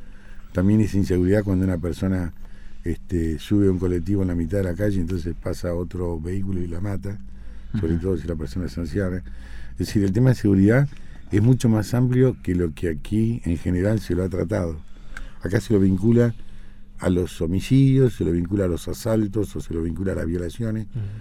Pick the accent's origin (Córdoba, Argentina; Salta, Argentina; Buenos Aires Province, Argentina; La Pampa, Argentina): Buenos Aires Province, Argentina; Mar del Plata; born there; Bueno, yo soy nacido en Mar del Plata. Tengo 63 años